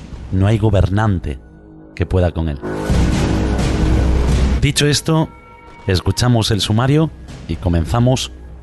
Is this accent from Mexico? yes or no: no; Galicia, Spain; yo soy gallego, por lo tanto soy español, y os aseguro que durante los 42 años de mi vida